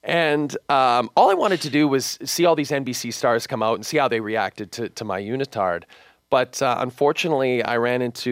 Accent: Canada; But more than that, I'm from Canada and I like Canadian sports.

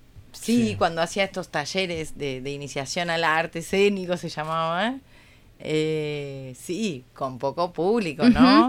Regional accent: Uruguay; Pero también para nosotros como actores uruguayos, que hay muy poca experiencia en lo audiovisual

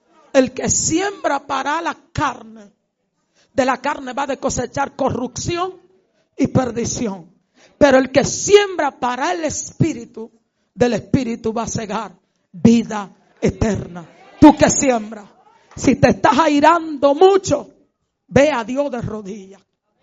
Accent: Madre Vieja, San Cristóbal, Dominican Republic; en una actividad en mi pueblo, en el cruce de Madre Vieja

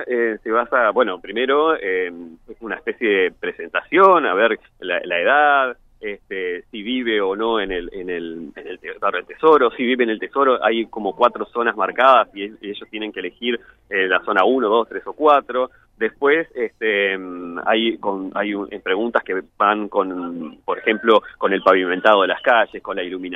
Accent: San Carlos, Maldonado, Uruguay; Yo que soy de San Carlos

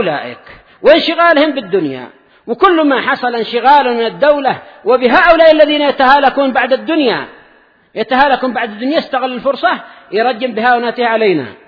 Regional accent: Yemen; أنا وهو كلنا من أهل اليمن

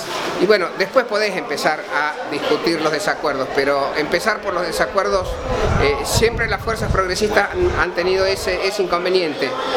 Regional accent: Córdoba, Argentina; yo soy de acá de Córdoba

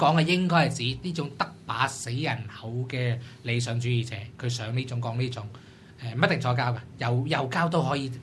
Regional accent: Hong Kong; 全世界最风头等，仲唔系我哋香港人？

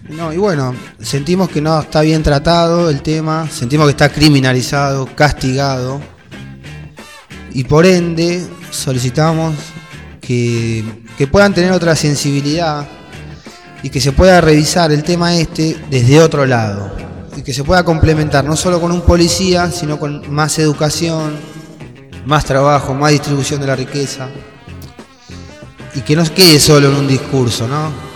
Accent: Argentina; porque yo me considero argentino también

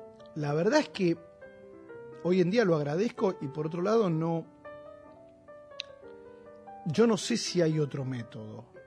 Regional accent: Haedo, Buenos Aires Province, Argentina; Yo vivía en Aedo. Yo nací en Aedo, en la provincia de Buenos Aires

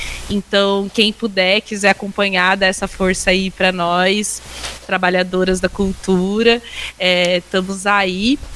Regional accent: Londrina, Paraná, Brazil; E queria pedir pro povo que, assim, eu sou de Londrina, no Paraná.

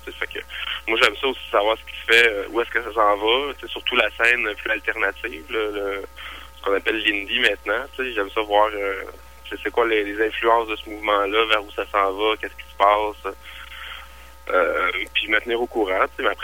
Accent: Quebec, Canada; vu que je suis québécois puis je suis francophone

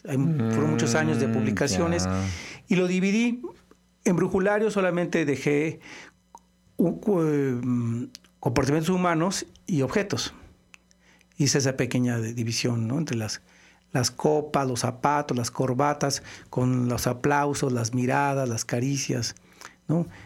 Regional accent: Morelia, Michoacán, Mexico; also born or lived in Mexico City; now in Guadalajara, Mexico; Sí, aunque soy de Morelia, moreliano. Viví bastantes años en el DF y después ya radico desde los 79 más o menos en Guadalajara.

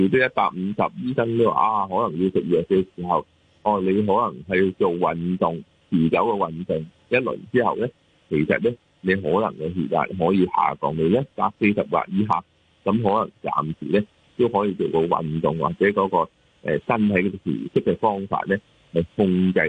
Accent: China; 我哋中国人嘅饮食或者去出街食嘢嘅饮食咧，都会嘅盐分高啦

